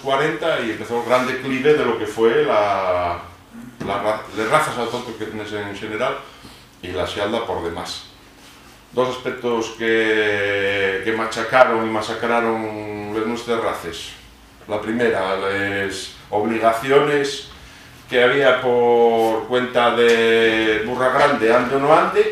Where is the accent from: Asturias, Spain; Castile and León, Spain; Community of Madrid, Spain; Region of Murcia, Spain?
Asturias, Spain; aunque sea en este pequeño país nuestro que lleve Asturias, ¿no?